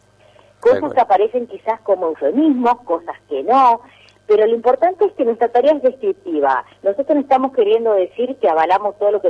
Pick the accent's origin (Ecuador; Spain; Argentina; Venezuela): Argentina; lo digo yo que además de Argentina soy absolutamente gallega y de origen.